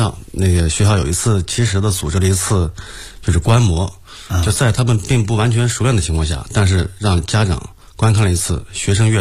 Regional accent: China; 相信我们中国人民也是一样

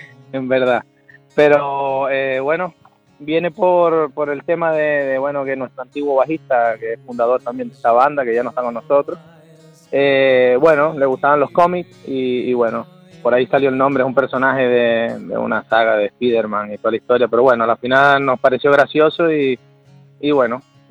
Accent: Venezuela; Pues me crié en Venezuela y estuvimos ahí con un montón de bandas y tal, y aquí también.

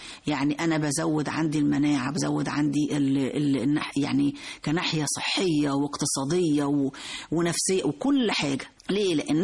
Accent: Egypt; طبعا احنا معظمنا كمصريين بنفضل قوي الرغيف الأبيض

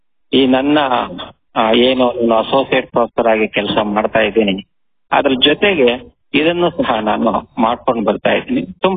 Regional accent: Chikkanaramangala, Karnataka, India; ನಾನು ತುಮಕೂರಿನಲ್ಲಿ ಇದ್ದೇನೆ. ನಮ್ಮ ಊರು ಚಿಕ್ಕನಾರಮಂಗಲ ಗ್ರಾಮ, ಬೆಳ್ಳಾವಿ ಸೋಮಲಿ, ಆಮೇಲೆ ತುಮಕೂರು ತಾಲೂಕು ಮತ್ತೆ ತುಮಕೂರು ಡಿಸ್ಟಿಕ್ಗೆ ಬರುತ್ತೆ ಇದು. ಸೊ ನನಗೆ ಈಗ 55 ವರ್ಷ.

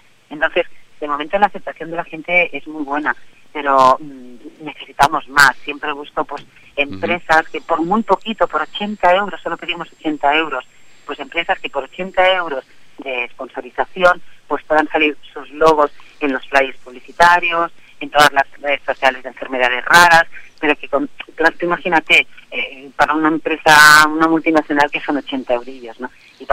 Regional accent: Terrassa, Catalonia, Spain; yo soy de Tarrasa. Aquí Tarrasa la tengo plagada siempre de actos

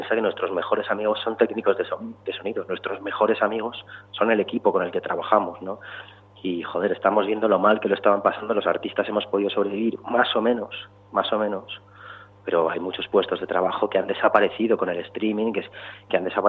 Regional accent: Cantabria, Spain; desde Barcelona, desde Cantabria, mi tierra

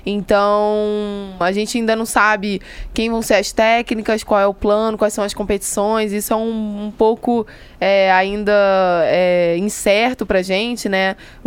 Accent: Rio de Janeiro, Brazil; Eu sou carioca, né, como todo mundo já percebeu

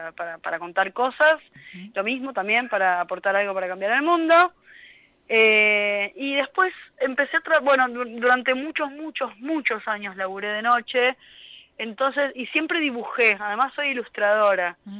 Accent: Buenos Aires, Argentina; Yo, además, bueno, nací en La Boca, en un barrio que se llama Catalina Sur, que es un barrio muy hermoso porque tiene mucho verde, y entonces hice el jardín ahí, hice la primaria ahí. Era medio como un, dentro de lo que es la Ciudad Autónoma de Buenos Aires, es medio un micromundo

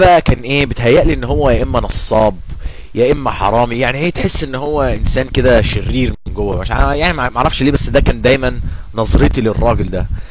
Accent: Egypt; ولكن في برضو مدارس بتعمل نفس اللي بيعملوه عندنا في مصر

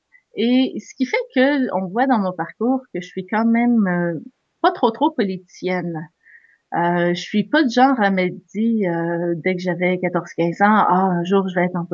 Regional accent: Montreal, Quebec, Canada; je suis candidate dans Robertval, au Lac-Saint-Jean, mais je viens de Montréal.

